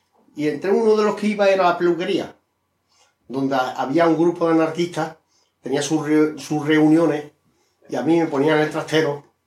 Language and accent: Spanish; Spain; Y pues se encartó que vino Franco a mi pueblo, que el Franco normalmente no salía de Madrid, iba un poco a España, por España.